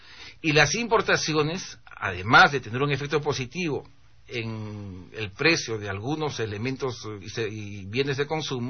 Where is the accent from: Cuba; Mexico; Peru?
Peru; Yo soy un ciudadano peruano.